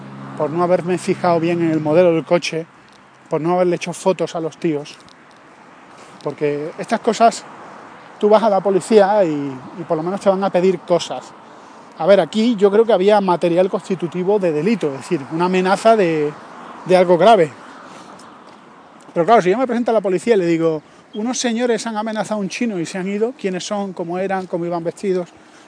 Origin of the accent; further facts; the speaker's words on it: Andalusia, Spain; soy andaluz